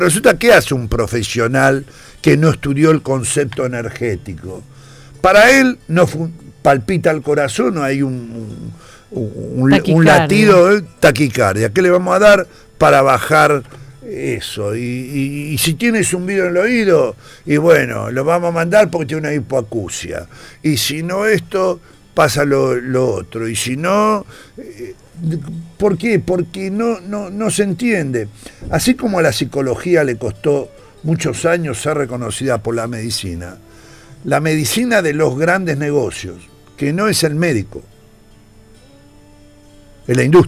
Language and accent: Spanish; Argentina; yo soy argentino y no me voy a ir del país. Porque este es mi país, yo nací acá.